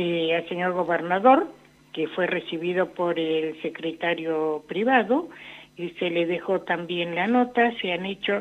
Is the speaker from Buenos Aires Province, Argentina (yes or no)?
no; La Pampa, Argentina; La Pampa, que somos también parte de la Patagonia